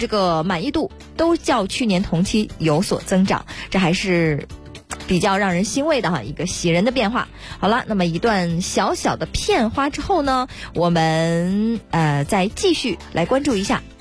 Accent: Heilongjiang, China; 我这个地方我太熟悉了，我的家乡黑龙江

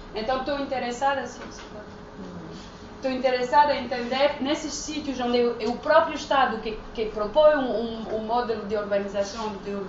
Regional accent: France; Eu fiz o doutoramento numa universidade francesa, sendo francesa

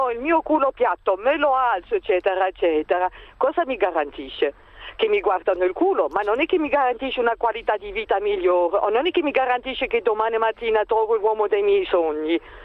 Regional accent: Germany; Italian is a second language; io sono straniera, sono tedesca

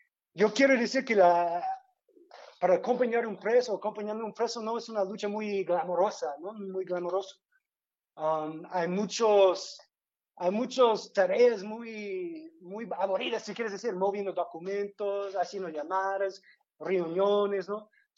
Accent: United States; yo vengo de Estados Unidos

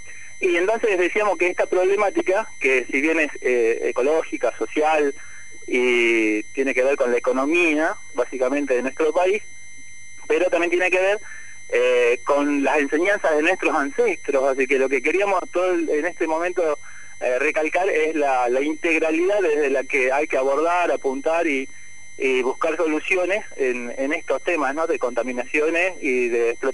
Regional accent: Jujuy, Argentina; now in La Plata, Argentina; En realidad somos jujeños, ¿viste? Pero estamos acá viviendo en La Plata hace muchos años.

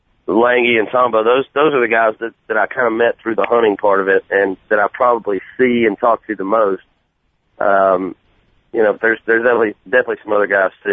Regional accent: Georgia, United States; growing up in Georgia, just being a huge Braves fan my whole life.

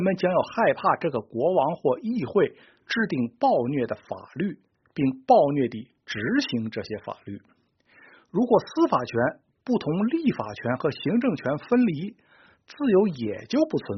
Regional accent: China; 我们中国人，我这里指的是中国大陆人，还从未享有过这种政治自由

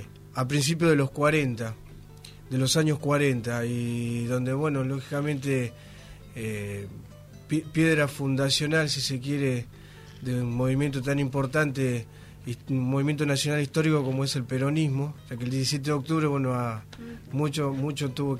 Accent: Berisso, Buenos Aires Province, Argentina; Venimos de la ciudad de Berisso.

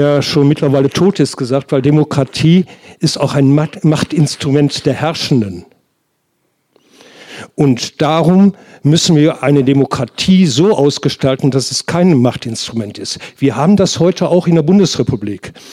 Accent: Hesse, Germany; Ich bin Hesse.

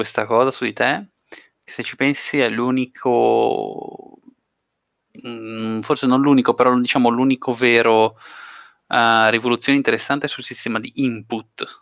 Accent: Switzerland; da osservatore esterno, da svizzero

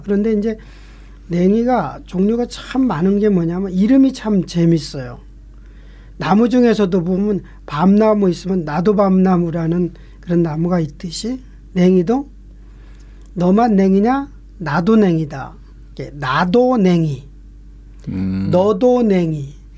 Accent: Seoul, South Korea; 제가 어렸을 적 살던 그 서울 변두리에서 살았거든요.

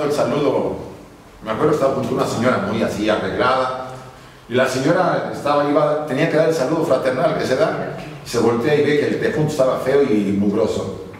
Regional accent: Puebla, Mexico; Yo me acuerdo cuando yo estaba muy jovencillo, íbamos a una iglesia en Puebla, donde yo nací, en México, era la más rápida de la ciudad.

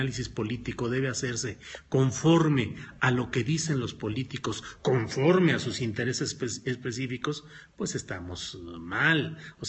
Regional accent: San Luis Potosí, Mexico; also born or lived in Torreón; porque yo nací en Torreón, Coahuila, aunque crecí en San Luis Potosí

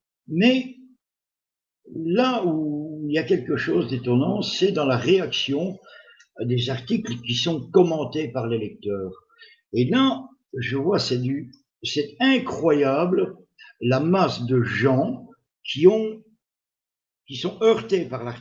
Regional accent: Belgium; bon, je suis belge, et je vois ça d'un point de vue de belge

